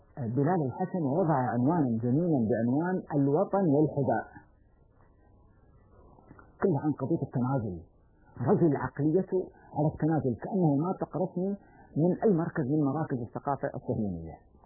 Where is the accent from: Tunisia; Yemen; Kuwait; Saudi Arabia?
Kuwait; اللي يسمونه عندنا بالكويت